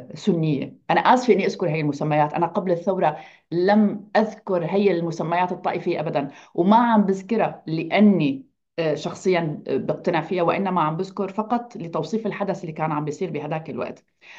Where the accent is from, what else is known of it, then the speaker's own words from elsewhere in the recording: Tell Dara, Hama Governorate, Syria; فضيعت تل درة اللي بنتمي لها هي ضيعة